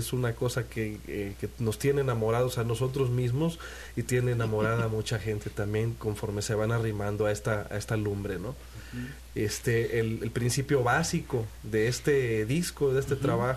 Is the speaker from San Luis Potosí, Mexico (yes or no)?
yes; Tanquián, San Luis Potosí, Mexico; que yo soy de Tanquián, San Luis Potosí.